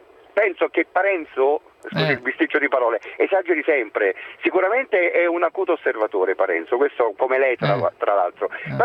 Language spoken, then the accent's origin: Italian; Salerno, Campania, Italy; Premesso che sono di Salerno